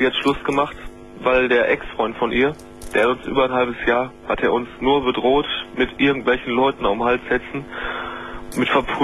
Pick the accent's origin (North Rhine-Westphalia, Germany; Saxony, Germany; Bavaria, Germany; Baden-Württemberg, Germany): North Rhine-Westphalia, Germany; Essen; Die hängen da alle ein bei uns hier in Essen. Ich komme aus Essen.